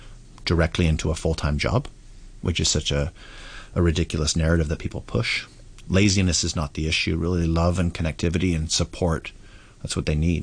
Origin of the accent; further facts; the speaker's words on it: Vancouver, British Columbia, Canada; like I come from Vancouver, Canada. It's a huge homeless problem there, right?